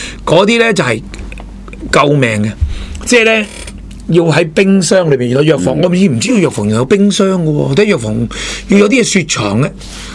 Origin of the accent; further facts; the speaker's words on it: Hong Kong; 你唔好成日話我哋香港人高人一等